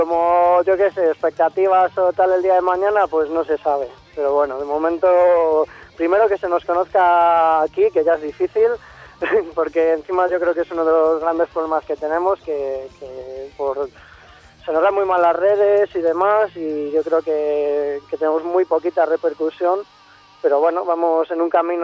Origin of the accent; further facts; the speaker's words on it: Castile and León, Spain; realmente soy burgalés, pero dicen que la vaca no es de donde nace, sino de donde pase.